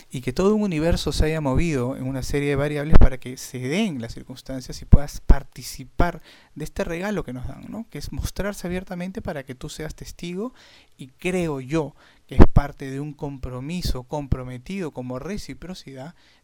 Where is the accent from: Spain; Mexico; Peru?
Peru; Sí, acá en mi país, bueno, mi país es bastante conocido también como en Argentina por bastantes personas que tienen muchísimos años aquí en Perú.